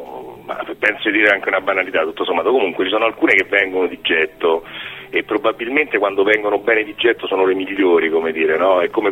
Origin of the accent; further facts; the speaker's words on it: Rome, Lazio, Italy; now in Grottaferrata, Italy; Io sono romano, adesso vivo a Grottaferrata, insomma, però ho vissuto tanti anni a Roma.